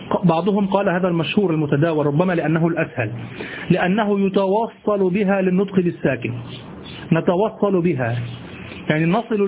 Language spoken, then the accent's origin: Arabic; Egypt; لعله كما نقول عندنا في مصر انقعص، في مصر نقول